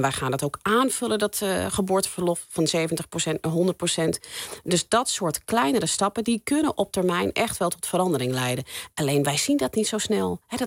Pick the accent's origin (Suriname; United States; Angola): United States; now in Netherlands; Ik ben zelf opgegroeid in Amerika, geboren en getogen. Niet in Nederland.